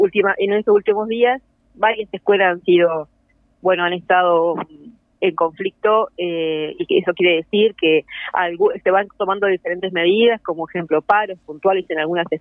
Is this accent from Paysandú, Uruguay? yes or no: yes; Paysandú, Uruguay; En este momento estoy volviendo a Paysandú, que yo soy de Paysandú.